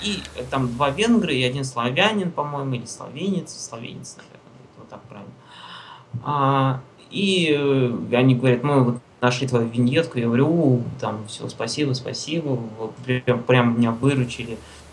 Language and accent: Russian; Russia; я говорю, товарищ, я говорю, я из России.